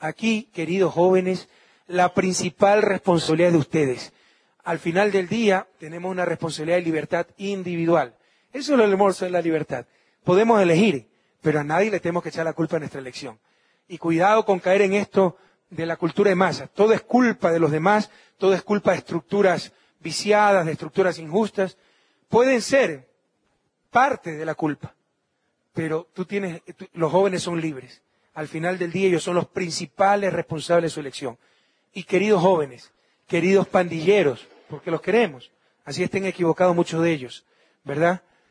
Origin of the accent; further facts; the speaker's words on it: Guayaquil, Guayas, Ecuador; now in Quito, Ecuador; Sepan ustedes que en Guayaquil, mi ciudad natal, aunque no lo crean, viven unos 100.000 quichohablantes